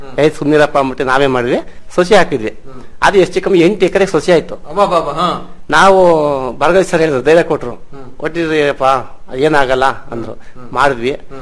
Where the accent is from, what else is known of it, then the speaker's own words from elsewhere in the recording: Gonibeedu, Karnataka, India; ನಮ್ದು ಗೋಣಿಬೀಡು ನಮ್ಮೂರು, ನಮ್ಗೆ 2 ಎಕರೆ ಜಮೀನ್ ಇತ್ತು.